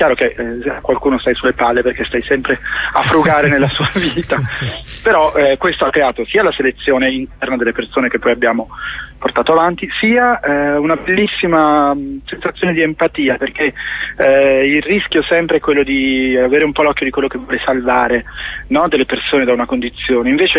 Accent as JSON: {"language": "Italian", "town": "Como", "region": "Lombardy", "country": "Italy", "lives_now": "Rome, Italy", "said": "Io vivo a Roma, ma sono di Como."}